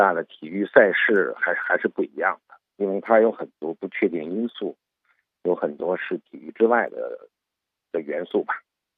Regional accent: Beijing, China; 我们国人，我们北京人呢，真正感受奥林匹克运动和精神的话呢，也就是从2001年开始。

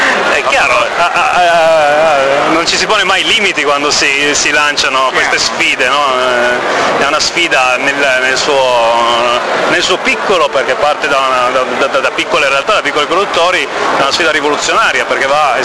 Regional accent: Piedmont, Italy; soprattutto per noi che veniamo dal Piemonte

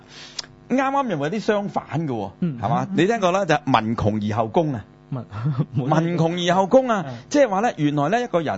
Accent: China; 這個我哋中國人啊

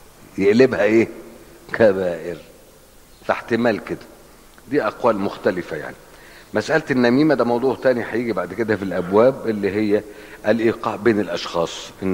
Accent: Cairo, Cairo Governorate, Egypt; كنت اشوفه وانا صغير في القاهره لما كنا نروح نزور المقابر

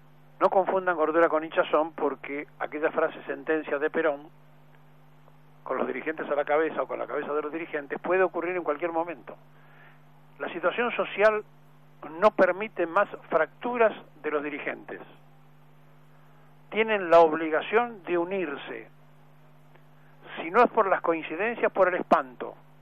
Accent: Argentina; sino que todos somos argentinos.

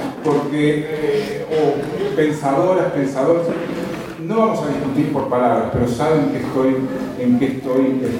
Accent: Uruguay; porque yo soy uruguayo

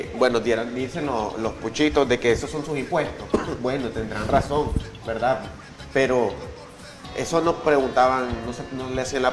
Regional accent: Bluefields, South Caribbean Coast Autonomous Region, Nicaragua; te comento de que provengo de Bluefields, mi querido Bluefields.

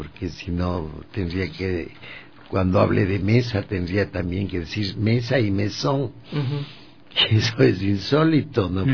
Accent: Baños de Agua Santa, Tungurahua, Ecuador; Yo nací en Baños de Agua Santa y cuando ese lugar tenía 2,000 habitantes, ¿no? No, cuando nací tenía 1,000.

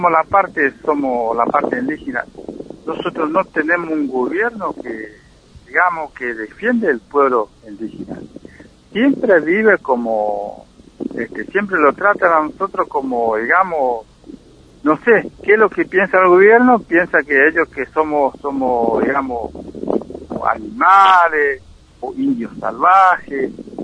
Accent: Chaco, Argentina; Mira, nosotros somos de acá de Penetrable Chaco, ¿no?

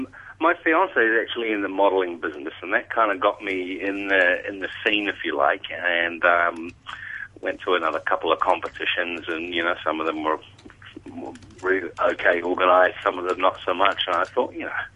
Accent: New Zealand; we did my home country, New Zealand, events in March, April this year.

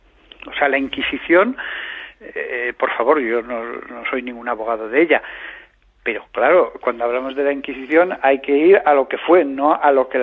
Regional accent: Aragon, Spain; Yo hablo con pasión y entusiasmo, como buen aragonés que soy

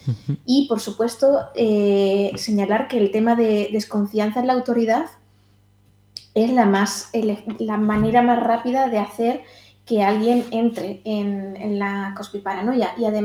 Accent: Madrid, Community of Madrid, Spain; yo estoy en Carabanchel ahora mismo y vengo de Lavapiés, de un barrio que era tradicionalmente activista

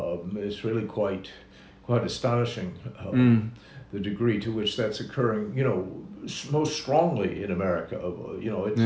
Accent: United States; I mean, I'm an American.

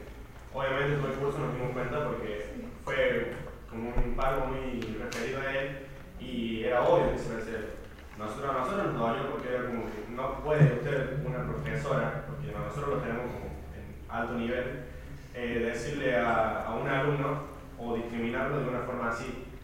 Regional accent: France; Yo soy de la República de Francia.

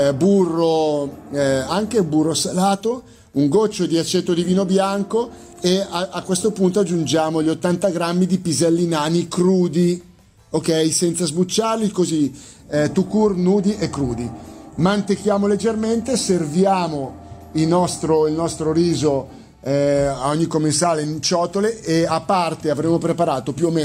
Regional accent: Lombardy, Italy; Io uso un carnaroli perché sono lombardo.

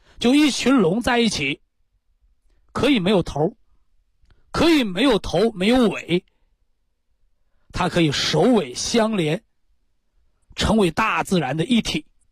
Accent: China; 就像这个我们中国人呐，这个礼仪之邦啊，文化之邦啊

